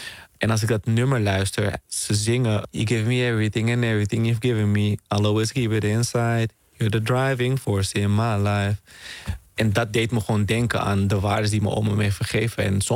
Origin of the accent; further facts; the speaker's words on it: Netherlands; born there; Ik ben hier geboren in Nederland, maar ik was toen in Suriname bij mijn oma. Dus, want mijn moeder was hier aan het studeren. Vervolgens werd mijn opa ziek. Die werkte ook in Nederland. En is mijn oma met mij naar Nederland gekomen.